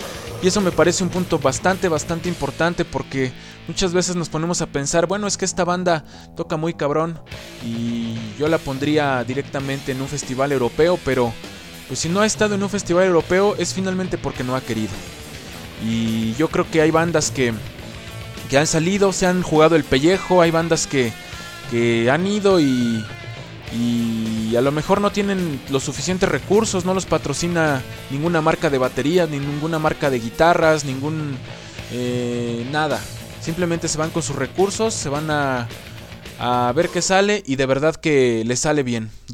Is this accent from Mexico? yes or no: yes; Mexico; pero pues si somos nosotros mexicanos